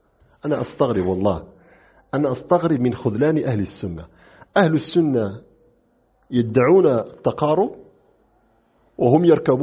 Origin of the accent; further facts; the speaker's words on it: Morocco; نحن عندنا في المغرب لما جاء قيام الدولة الأدارسة